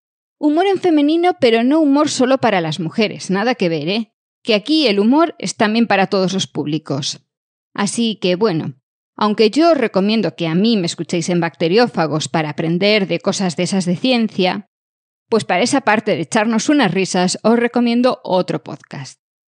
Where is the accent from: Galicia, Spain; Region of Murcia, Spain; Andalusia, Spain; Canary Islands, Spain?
Galicia, Spain; moved away; yo llevo ya unos añitos fuera, pero ser soy gallega, y llevo la retranca metida en mi forma de ser.